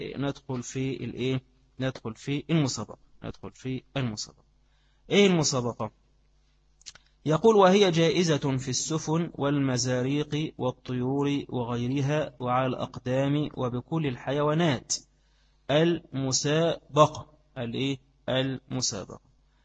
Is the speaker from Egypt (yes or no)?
yes; Egypt; وإن كان بخلاف عندنا، عندنا في مصر في وقت القائلة